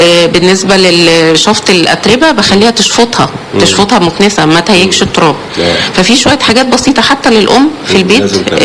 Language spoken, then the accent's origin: Arabic; Alexandria, Alexandria Governorate, Egypt; حشره الفراش من الاسباب الرئيسيه هنا عندنا في اسكندريه عشان الرطوبه وجو ساحلي مليان رطوبه